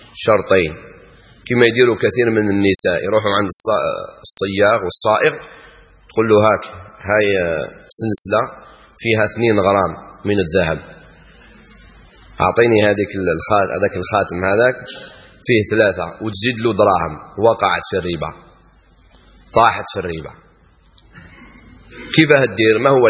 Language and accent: Arabic; Algeria; البيض يسموها بعض الناس عندنا في الجزائر العظمات، في العاصمة يسموها أولاد الجاج.